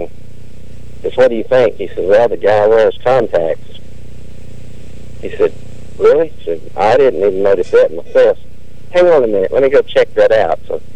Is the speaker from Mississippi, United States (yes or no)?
yes; Mississippi, United States; so I tell it on myself. I'm from Mississippi.